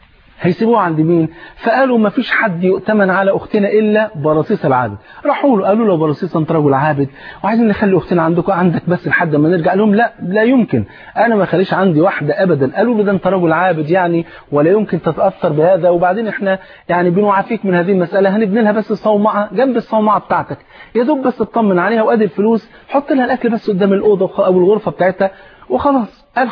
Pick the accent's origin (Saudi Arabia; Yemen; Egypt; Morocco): Egypt; انت عارف الفول عندنا في مصر فرض عين